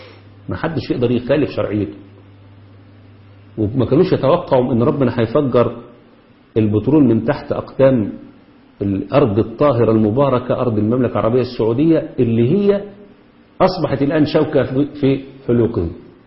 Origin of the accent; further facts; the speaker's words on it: Egypt; لكن تعالوا شوفوا عندنا في مصر